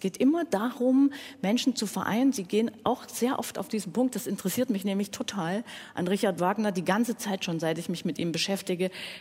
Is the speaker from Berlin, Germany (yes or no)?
no; Dresden, Saxony, Germany; darf ich auch sagen als Dresdnerin, mit dem Humor.